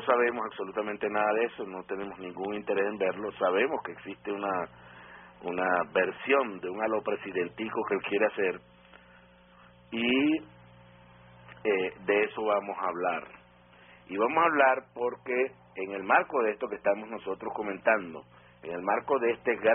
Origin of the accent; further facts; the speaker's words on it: Venezuela; da vergüenza como venezolano